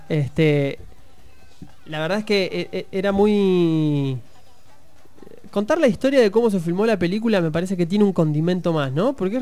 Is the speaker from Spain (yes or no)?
no; Buenos Aires, Argentina; Sí, Villegas está más hacia el norte, más hacia el suroeste está, por ejemplo, mi pueblo.